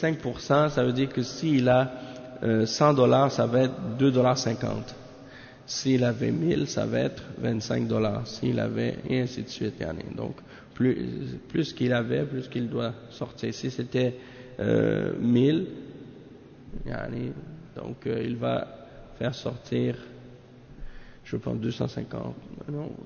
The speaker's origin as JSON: {"language": "French", "country": "Haiti", "said": "Parce que moi aussi je suis converti à l'islam. Moi aussi je suis haïtien comme toi."}